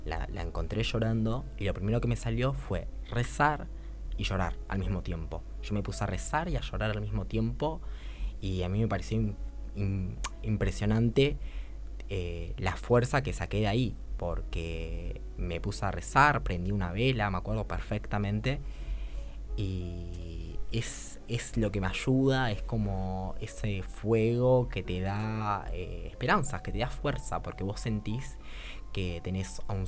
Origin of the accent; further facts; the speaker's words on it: Argentina; me parecía como importante ver el punto de vista religioso porque somos argentinos y en Argentina hay muchísimas personas que son religiosas, que son católicas, cristianas